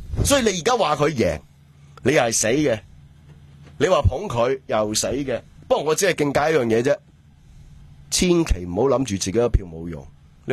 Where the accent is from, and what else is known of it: Hong Kong